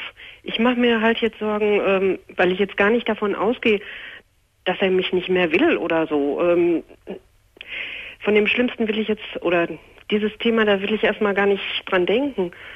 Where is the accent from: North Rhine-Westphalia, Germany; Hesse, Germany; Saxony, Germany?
North Rhine-Westphalia, Germany; Ich komme also hier aus dem Ruhrgebiet.